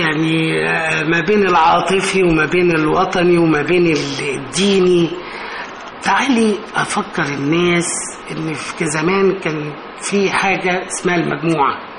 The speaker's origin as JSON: {"language": "Arabic", "town": "Cairo", "region": "Cairo Governorate", "country": "Egypt", "said": "انا من القاهره، اللاندسكيب الازدحام والناحيه المدنيه"}